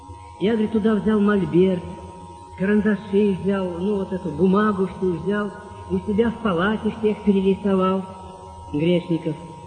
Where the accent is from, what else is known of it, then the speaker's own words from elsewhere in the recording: Samara, Samara Oblast, Russia; Я сам из Самары.